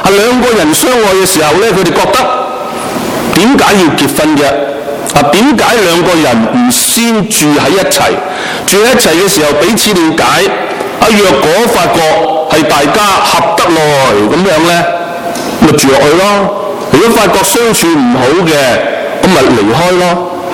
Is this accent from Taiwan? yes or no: no; Hong Kong; 我记得我童年的时候，即是很小的时候，我在香港的屋邨来到是长大的。当时就是60年代